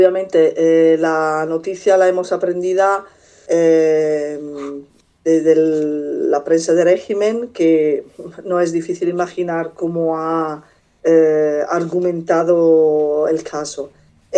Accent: Italy; Spanish is a second language; Yo como italiana y habiendo tenido también experiencia a nivel represivo

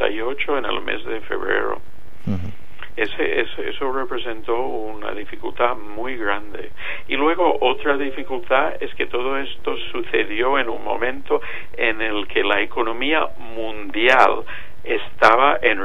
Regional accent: United States; now in Spain; en mi país, en Estados Unidos, hay una presencia de inmigración mayor que aquí en España

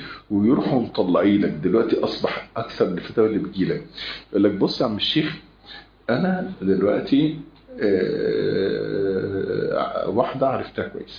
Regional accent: Egypt; الكلام ده مش متوفر عندنا في مصر

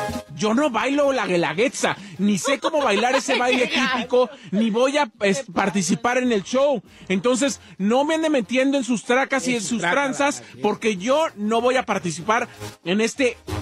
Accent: Morelia, Michoacán, Mexico; Yo soy michoacano porque soy de Morelia.

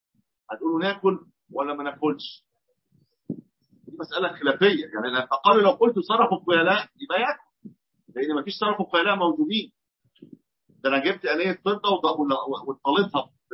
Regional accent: Egypt; في بعض الاطقم الصالونات اللي موجوده في البيوت عندنا في مصر بتبقى مطليه

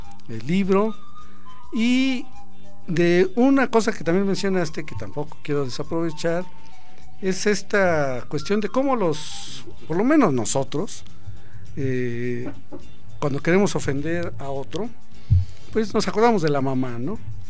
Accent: Mexico; Somos mexicanos.

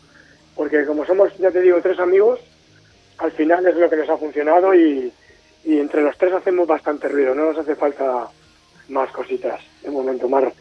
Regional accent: Rivas-Vaciamadrid, Community of Madrid, Spain; somos tres músicos de Rivas hacia Madrid, uh-huh, de aquí al lado

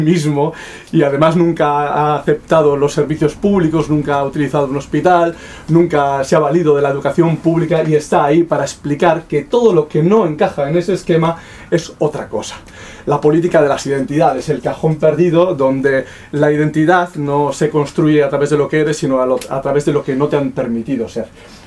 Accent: Basque Country, Spain; yo seguramente estaré de acuerdo porque soy vasco

